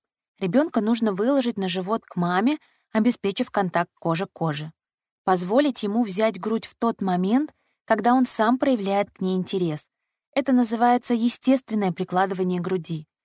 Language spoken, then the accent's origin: Russian; Khabarovsk, Khabarovsk Krai, Russia; Я сама из Хабаровска